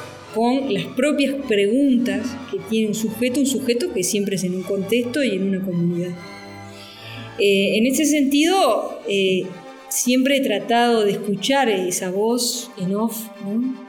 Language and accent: Spanish; Uruguay; now in Mexico; yo como uruguaya, por eso me vine a vivir a México un tiempo